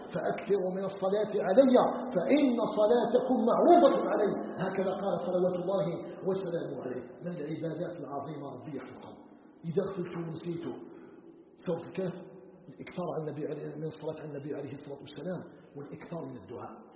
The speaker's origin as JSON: {"language": "Arabic", "country": "Algeria"}